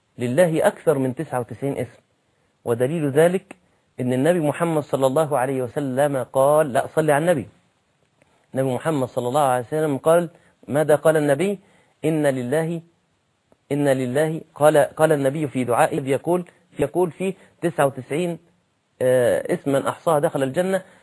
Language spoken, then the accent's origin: Arabic; Egypt; نعم أنت دي لغتك وده المتعارف عليه في بلدك زي عندنا في مصر